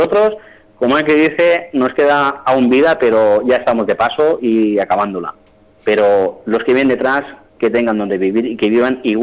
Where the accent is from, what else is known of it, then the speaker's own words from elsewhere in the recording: Mataró, Catalonia, Spain; born there; now in Ibiza, Spain; Yo soy nacido en Barcelona, en Mataró, y me siento ibicenco como que ha nacido aquí. De hecho, tengo dos hijos nacidos aquí en Ibiza.